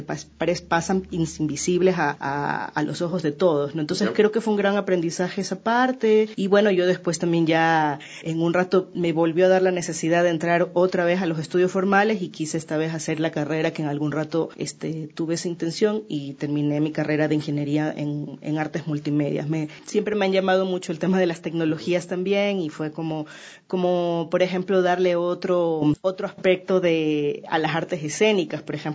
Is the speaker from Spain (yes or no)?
no; Guayaquil, Guayas, Ecuador; born there; yo nací en Guayaquil, más o menos